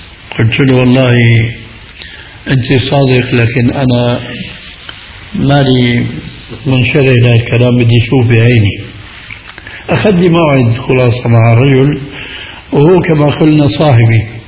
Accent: Damascus, Damascus Governorate, Syria; هذه كان تستعمل عندنا في دمشق

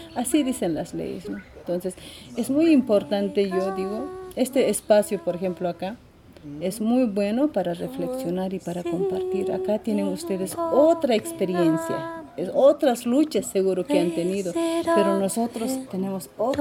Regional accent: Puno, Peru; soy de mujer aymara, ¿no? Soy de Puno, Perú.

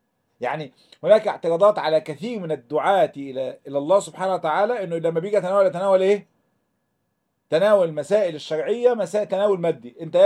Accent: Egypt

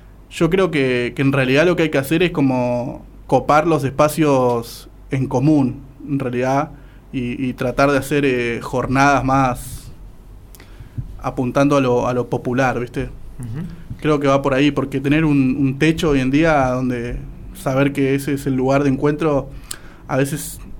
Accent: González Catán, Buenos Aires Province, Argentina; yo soy González Catán, viste. Yo me crié en González Catán

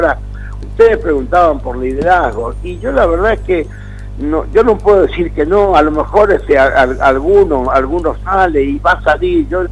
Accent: Argentina; yo soy un hombre grande, chicos, yo estoy de vuelta, yo estoy de salida. Lo que pasa es que soy un argentino apasionado, me vuelve loco de amor mi país

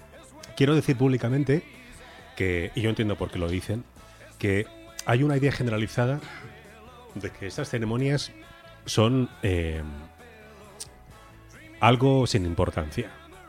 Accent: Toledo, Castilla-La Mancha, Spain; Pues yo soy … soy una persona normal y corriente. Y vengo de Toledo, pero mi apellido es aragonés.

